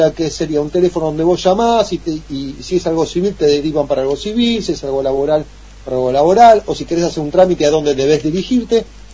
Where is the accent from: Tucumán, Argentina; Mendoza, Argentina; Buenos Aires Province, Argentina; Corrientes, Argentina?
Buenos Aires Province, Argentina; Quilmes; now in Avellaneda, Argentina; Yo vengo de Quilmes, que estoy en Avellaneda de Lanús hace unos 8 años, yo cumplí 8 años, pero vengo de Quilmes.